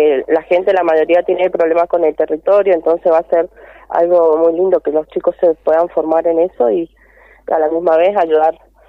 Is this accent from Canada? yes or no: no; Mendoza, Argentina; Sí, a 200 kilómetros de acá de Malargüe.